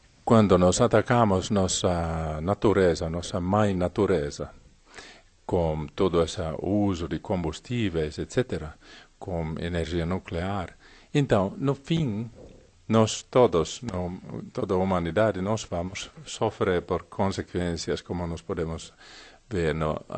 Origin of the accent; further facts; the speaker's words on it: Finland; Portuguese is a second language; Na Finlândia, na minha terra, está chovendo água.